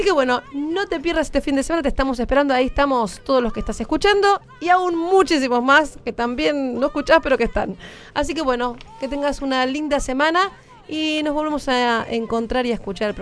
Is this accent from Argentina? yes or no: yes; Argentina; como argentinas tenemos